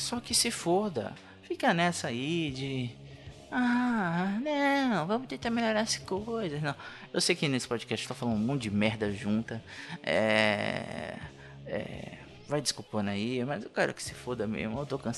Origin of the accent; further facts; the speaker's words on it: Bahia, Brazil; accent: Bahian; desculpa o sotaque de baiano também, né? Eu sou baiano, eu tenho vergonha de ser baiano.